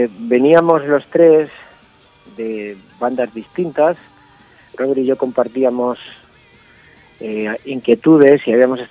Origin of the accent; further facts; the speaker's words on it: Toledo, Castilla-La Mancha, Spain; somos de Toledo